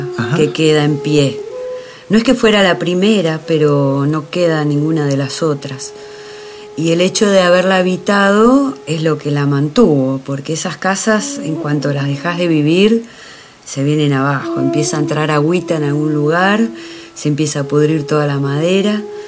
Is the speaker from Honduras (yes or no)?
no; Comodoro Rivadavia, Chubut, Argentina; now in Bariloche, Argentina; Nací en Comodoro Rivadavia, pero soy mitad hija de allá y mitad de acá, de Bariloche. Porque toda mi familia es nacida acá, mi mamá, y bueno, pasábamos mucho tiempo acá, en Bariloche.